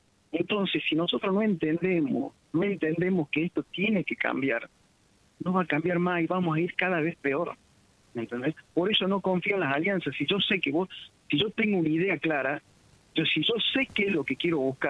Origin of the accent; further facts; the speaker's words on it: Córdoba, Argentina; yo soy de Córdoba. Hace casi 24 años que estoy en Villallende. Estuve fuera del país.